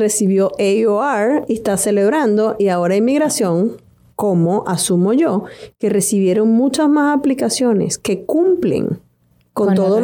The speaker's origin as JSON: {"language": "Spanish", "country": "Venezuela", "said": "Paola es colombiana y yo soy venezolana"}